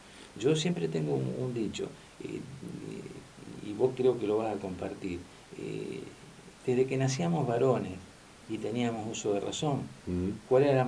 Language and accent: Spanish; Argentina; somos todos argentinos